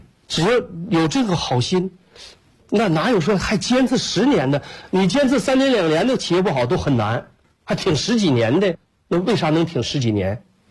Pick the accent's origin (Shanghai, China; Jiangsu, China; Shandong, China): Shandong, China; now in Northeast China; 就搁山东，我说我是搁山东，我老家是山东人，我们也是下关东来到东北的